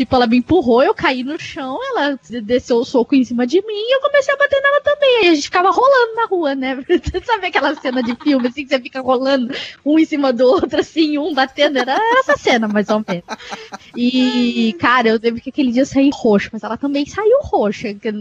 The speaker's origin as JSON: {"language": "Portuguese", "region": "São Paulo", "country": "Brazil", "said": "não muito longe daqui onde eu moro, né? Que eu sou do interior de São Paulo."}